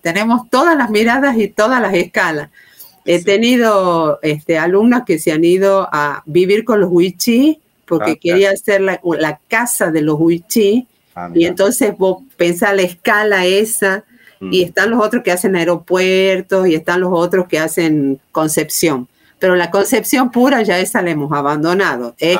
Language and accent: Spanish; Tucumán, Argentina; La primera que te puedo decir es como tucumana, le pongamos así.